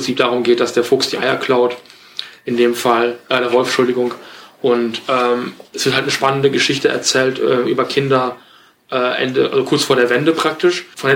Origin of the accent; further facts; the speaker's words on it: West Germany, Germany; Ich bin aber auch so in den 80ern geboren, ich bin im Westen aufgewachsen.